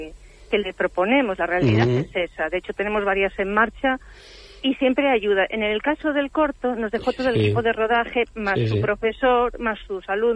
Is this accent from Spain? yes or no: yes; León, Castile and León, Spain; Oye, es verdad, yo soy de León y a mí ya me está entrando eso también.